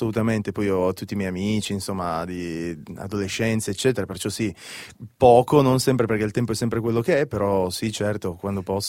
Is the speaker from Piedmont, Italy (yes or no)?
yes; Alba, Piedmont, Italy; now in Turin, Italy; Da Alba, vivo a Torino da 5-6 anni adesso, ma sì, sono di Alba.